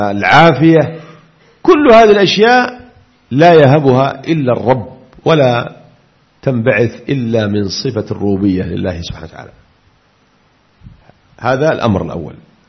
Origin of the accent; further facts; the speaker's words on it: Aden, Yemen; حتى قرأت لصحفي عندنا في عدن يقول